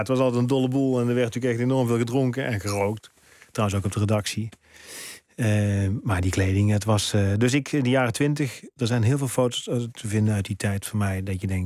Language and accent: Dutch; North Brabant, Netherlands; moved away; Want ik kwam ook nog uit Brabant. Nou, dat hoor je ook aan me. Nee, ik heb geen harde G.